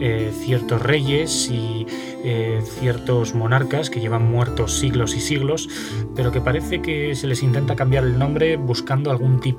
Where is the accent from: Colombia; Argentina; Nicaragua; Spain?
Spain; Aragon; resido en Zaragoza y por lo tanto soy aragonés